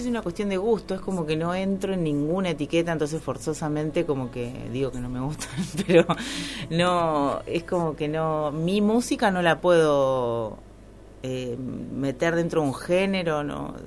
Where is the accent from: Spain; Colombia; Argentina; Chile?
Argentina; Córdoba; por eso no tengo tonada cordobesa, pero, pero soy cordobesa.